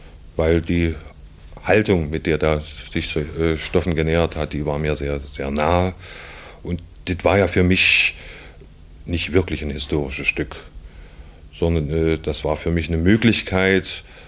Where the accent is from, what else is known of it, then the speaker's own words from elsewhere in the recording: Harz, Germany; Also ich stamme aus dem Südharz im weiteren Sinne